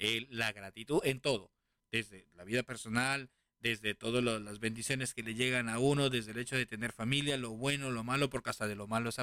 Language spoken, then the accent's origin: Spanish; Lima, Peru; born there; como dicen en Lima, donde yo nací, Perú